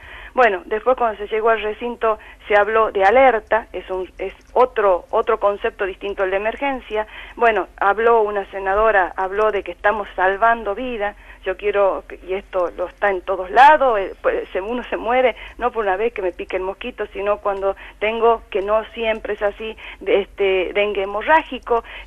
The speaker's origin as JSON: {"language": "Spanish", "region": "Jujuy", "country": "Argentina", "said": "yo soy de Jujuy, donde tenemos todo este tipo de enfermedades tropicales frecuentemente"}